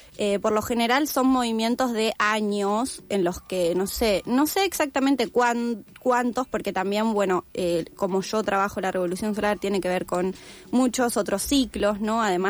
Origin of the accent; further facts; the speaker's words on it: El Bolsón, Río Negro, Argentina; yo soy de Bolsón, soy de la Patagonia, vivo acá hace 3 meses.